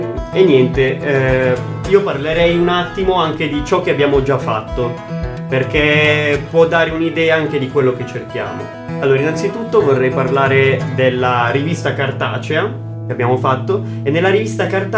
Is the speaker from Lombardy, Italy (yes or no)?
yes; Erba, Lombardy, Italy; Principalmente noi siamo di Erba, ma molti nostri collaboratori sono anche delle zone di Lecco e Como.